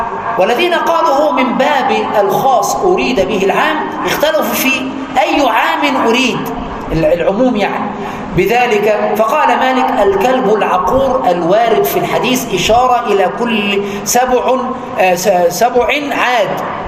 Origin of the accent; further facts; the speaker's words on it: Aswan, Aswan Governorate, Egypt; وعاشرته في بلدي أسوان وأنا صغير 5 سنين